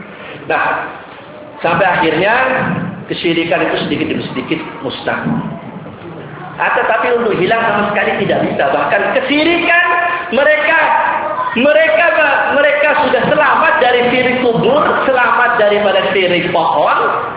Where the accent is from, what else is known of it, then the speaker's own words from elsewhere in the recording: Surabaya, East Java, Indonesia; daerah saya itu, Ampel sana itu, makam Sunan Ampel itu.